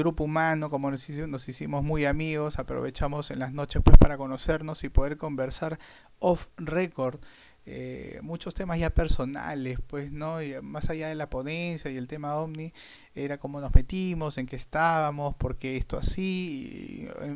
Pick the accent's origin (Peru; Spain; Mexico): Peru; Sí, acá en mi país, bueno, mi país es bastante conocido también como en Argentina por bastantes personas que tienen muchísimos años aquí en Perú.